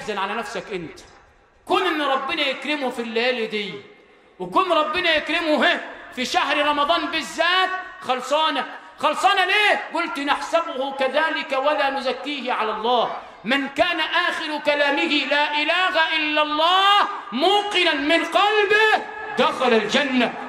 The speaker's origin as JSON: {"language": "Arabic", "region": "Sharqia Governorate", "country": "Egypt", "said": "علمونا كده عندنا في الشرقية"}